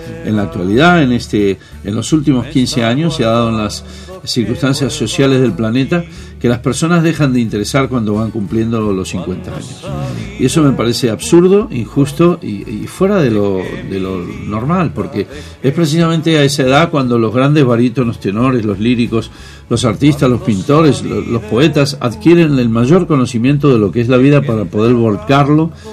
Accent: Argentina; now in Spain; No olvido bajo ningún punto de vista mi tierra, la Argentina, que es la que me dio mi inocencia, la que me dio mi cultura, obviamente. Tengo el corazón en donde puedo alojar perfectamente las dos nacionalidades.

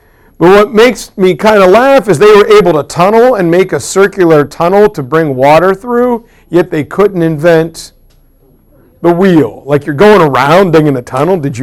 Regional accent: Midwest, United States; Oh, I'm a Midwesterner.

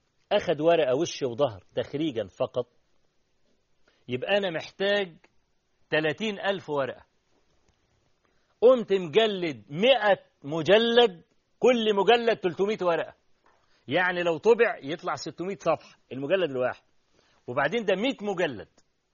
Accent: Egypt; عندنا في مصر

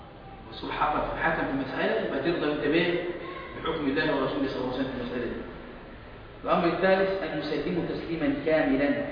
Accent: Egypt; عندنا في مصر مشايخ على السنة؟

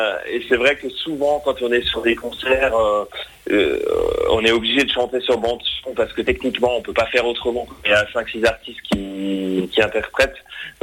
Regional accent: Nevillers, Grand Est, France; je suis originaire, si vous voulez, de Nevillers, près d'Auterbourg. C'est à 2-3 kilomètres de Mauternes.

